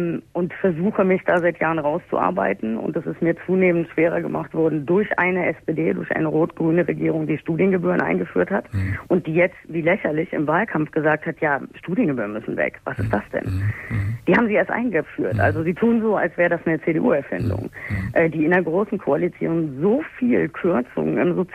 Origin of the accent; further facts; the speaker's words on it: Wuppertal, North Rhine-Westphalia, Germany; born there; Ich bin in Wuppertal geboren.